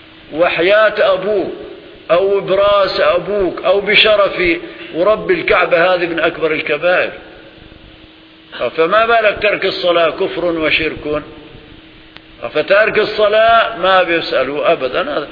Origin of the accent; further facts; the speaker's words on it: Aleppo, Aleppo Governorate, Syria; فمثلا القبور عندنا في سوريا خاصة في حلب يكلف مبلغ ضخم